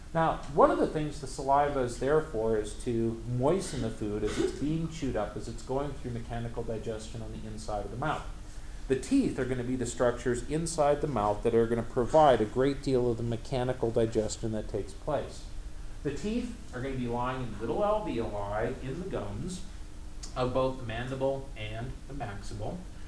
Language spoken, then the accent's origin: English; North Dakota, United States; Yes, I say root. I can't say root. I come from North Dakota.